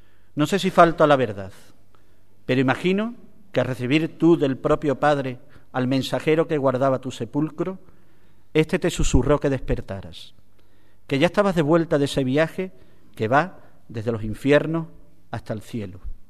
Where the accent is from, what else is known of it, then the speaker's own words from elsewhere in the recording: Ubrique, Andalusia, Spain; Y yo quiero morir en Ubrique, que es mi pueblo.